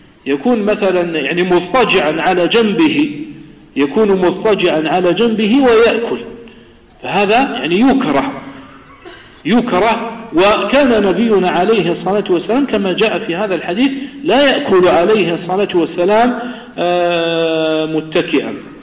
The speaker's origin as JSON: {"language": "Arabic", "region": "Kabylie", "country": "Algeria", "second_language": "Arabic", "said": "فنحن أصلا أنا لست عربيا، أنا أعجمي، أنا قبائلي، قبيلي مش عربي."}